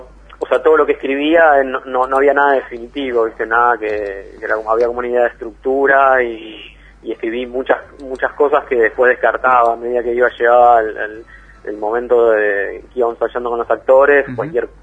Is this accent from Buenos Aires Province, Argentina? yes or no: yes; Lomas de Zamora, Buenos Aires Province, Argentina; yo soy de Lomas de Zamora, del conurbano